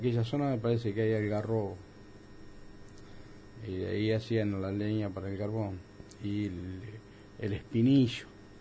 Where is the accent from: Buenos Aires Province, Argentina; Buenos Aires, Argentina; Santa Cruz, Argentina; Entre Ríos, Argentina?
Entre Ríos, Argentina; Bovril; Bobril, específicamente de un pueblito llamado Sir Leonard, más conocido como el 41, que depende de depende de Bobril. Anteriormente era villa y ahora es ciudad.